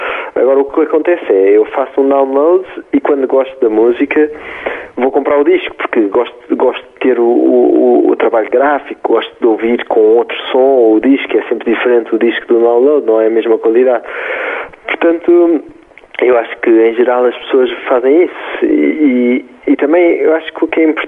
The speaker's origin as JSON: {"language": "Portuguese", "country": "Portugal", "said": "se pensarem que nós nem somos portugueses"}